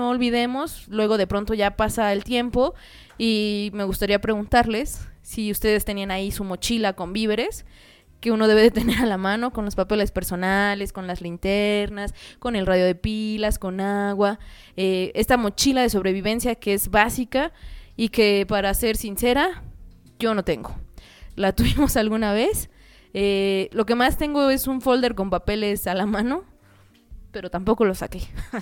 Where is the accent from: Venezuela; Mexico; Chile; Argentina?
Mexico; La verdad es que nuestra calidad de vida como mexicanos, sobre todo los citadinos, pues está empeorando